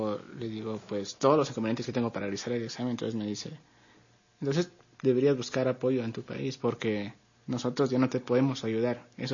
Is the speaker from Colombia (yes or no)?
no; Guatemala; si iba a decir que ya tengo un certificado que soy de Guatemala, no me iban a hacer el examen